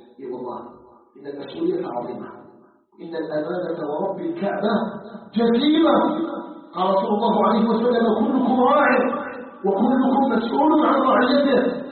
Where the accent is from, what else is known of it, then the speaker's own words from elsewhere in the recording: Algeria; أن يجعل بلدنا الجزائر بلدا آمنا مطمئنا